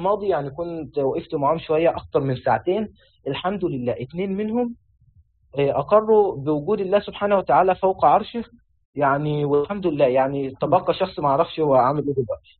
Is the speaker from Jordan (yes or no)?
no; Egypt; لو نظرت للمدارس عندنا في مصر وفي الأزهر